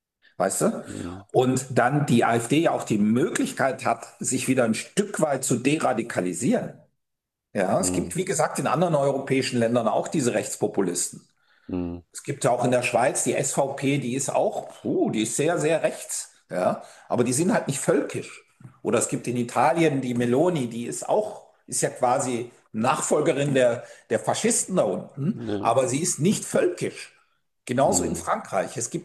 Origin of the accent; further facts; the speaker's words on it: East Germany, Germany; Ja, ich meine, wir kommen hier aus dem Osten, es ist alles so ein bisschen.